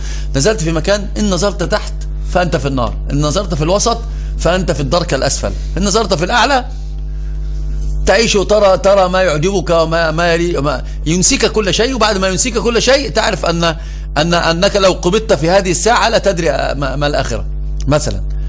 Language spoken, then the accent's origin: Arabic; Egypt; وإحنا عندنا في مصر، أنا سأترجم المثل باللغة العربية، في مصر عندنا يقولون إيش؟